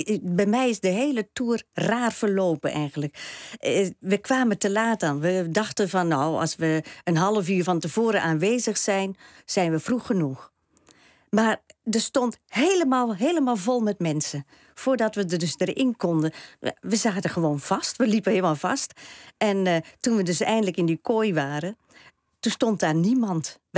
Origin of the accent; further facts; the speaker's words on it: Staphorst, Overijssel, Netherlands; ja, ik kom oorspronkelijk uit Staphorst.